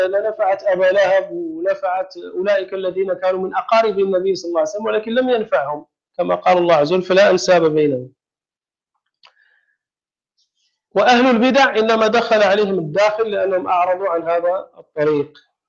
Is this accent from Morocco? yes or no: yes; Morocco; فإذا كان شيء عندنا في المغرب مثلا معروفا ولا ينكره أحد